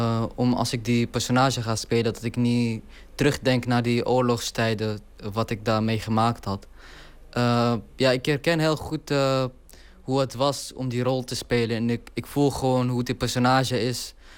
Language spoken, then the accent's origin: Dutch; Deir ez-Zor, Deir ez-Zor Governorate, Syria; Dutch is a second language; now in Netherlands; Ik kom uit Syrië oorspronkelijk. En de dialect die ik eigenlijk spreek in het film is Deresor. Dat is mijn stad. Die dialect lijkt op de Irakese dialect.